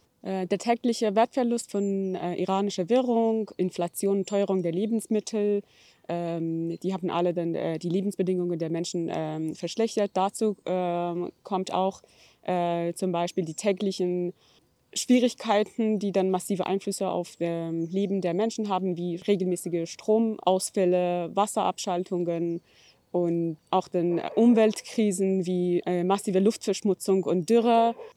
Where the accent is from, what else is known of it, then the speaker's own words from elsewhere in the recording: Iran; German is a second language; now in Germany; Ich komme ursprünglich aus dem Iran, lebe in Deutschland seit einigen Jahren